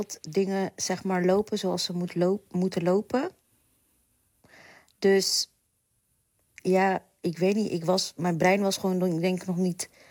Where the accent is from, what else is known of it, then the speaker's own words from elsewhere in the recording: The Hague, South Holland, Netherlands; now in Delft, Netherlands; Ik ben 39. Ik ben eigenlijk Hagenees, maar ik woon al meer dan 15 jaar in Delft.